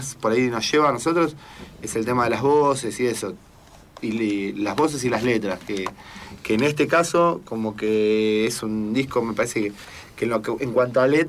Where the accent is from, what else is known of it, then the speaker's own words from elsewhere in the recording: Buenos Aires, Argentina; somos de acá, de Argentina, sí, de Buenos Aires, y somos un pibe que vive en una ciudad. No vivimos en la montaña, no vivimos en el desierto